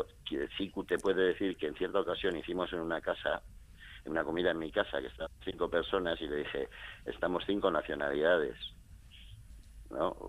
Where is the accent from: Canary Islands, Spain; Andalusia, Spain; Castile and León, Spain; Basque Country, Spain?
Basque Country, Spain; soy de Recalde, me estoy molestando en aprender euskera, no porque viviendo donde vivo en Recalde vaya a ser nunca mi lengua, sino por respeto a los euskaldunes.